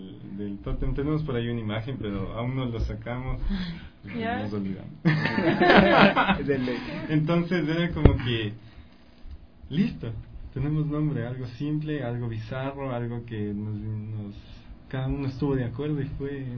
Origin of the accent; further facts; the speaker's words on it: Ecuador; lo que nosotros como ecuatorianos, lo que más nos representa.